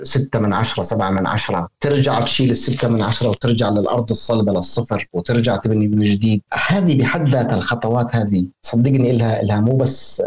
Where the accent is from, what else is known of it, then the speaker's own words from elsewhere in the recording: Syria; إنما كنت أبحث عن نصوص تعنيني أنا كسوري